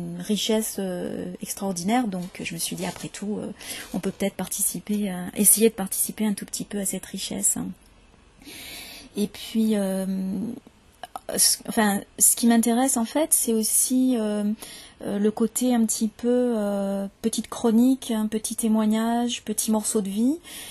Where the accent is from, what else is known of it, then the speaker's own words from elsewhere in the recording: Paris, Île-de-France, France; born there; accent: standard French; now in Marseille, France; Vous entendrez un accent plutôt comme le mien, parce que moi je suis née à Paris et je me suis installée à Marseille il y a une quinzaine d'années. Donc mon accent a un petit peu changé, mais globalement c'est quand même un accent très standard.